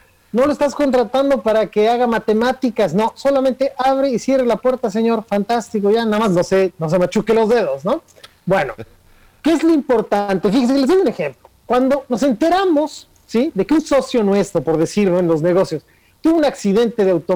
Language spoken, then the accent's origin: Spanish; Mexico; algo que tenemos que hacer como mexicanos es aprender a conversar con los demás